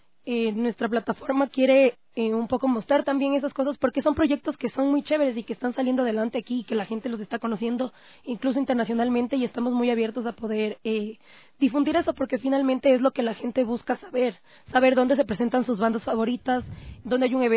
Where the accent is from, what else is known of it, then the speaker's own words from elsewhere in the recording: Ecuador; nosotros como ecuatorianos podamos tener